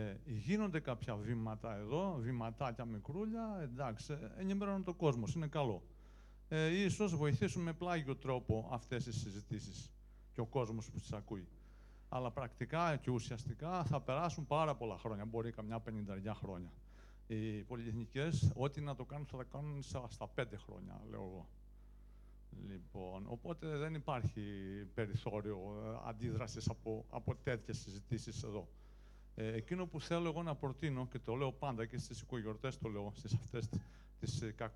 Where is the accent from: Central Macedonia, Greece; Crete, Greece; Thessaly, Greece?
Central Macedonia, Greece; Kilkis; Κι εγώ είμαι αγρότης από το Κιλκής